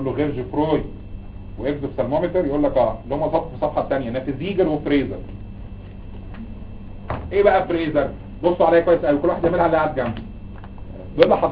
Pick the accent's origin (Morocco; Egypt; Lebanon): Egypt; بس احنا بتعرف عندنا في مصر الاصاله والعراقه والحضاره 7000 سنه